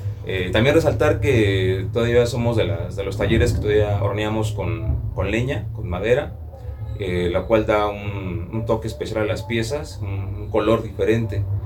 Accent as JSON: {"language": "Spanish", "town": "Metepec", "region": "State of Mexico", "country": "Mexico", "said": "Soy alfarero aquí de Metepec, Estado de México."}